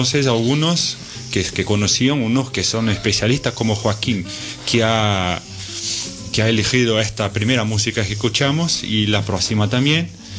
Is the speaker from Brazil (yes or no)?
yes; Brazil; Spanish is a second language; como Caro y yo somos de Brasil